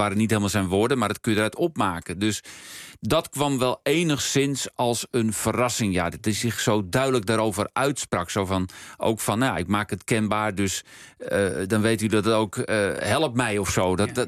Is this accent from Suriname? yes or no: no; Netherlands; Want daar zijn we als Nederlanders allemaal benieuwd naar.